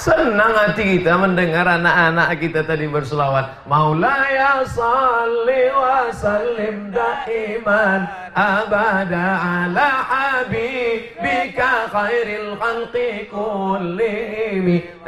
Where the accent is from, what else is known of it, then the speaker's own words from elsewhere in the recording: Egypt; Saya dari Mesir, beliau dari Pakistan.